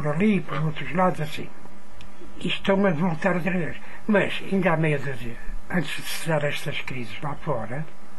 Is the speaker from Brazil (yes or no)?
no; Portugal; born there; Portanto, eu nasci cá, também sou português. Com um bocadinho arraçado, mas sou português.